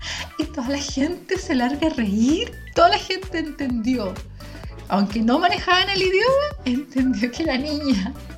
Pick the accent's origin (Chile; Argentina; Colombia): Chile; now in Spain; Uno siendo chilena no le entra mucho, no le cuadra mucho en la cabeza